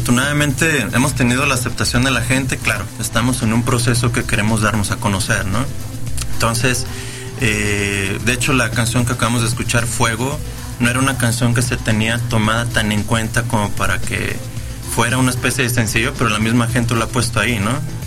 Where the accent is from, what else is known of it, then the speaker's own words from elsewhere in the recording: Guadalajara, Jalisco, Mexico; no es ningún secreto que somos los tapatíos muy exigentes